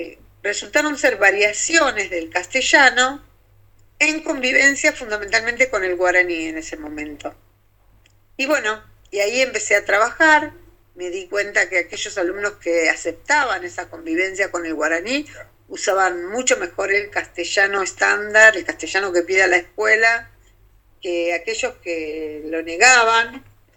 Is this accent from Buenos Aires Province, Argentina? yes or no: yes; Ciudad Evita, Buenos Aires Province, Argentina; me crié en Ciudad Evita. Ciudad Evita es una ciudad compleja, como muchas, una ciudad que se hizo pensada con muchas comodidades